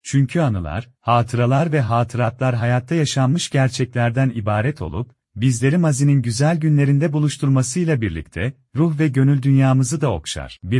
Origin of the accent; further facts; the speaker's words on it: Diyarbakır, Diyarbakır Province, Turkey; Bir Diyarbakırlı olarak yine eskisi gibi güzel günlerimizi yaşayabilir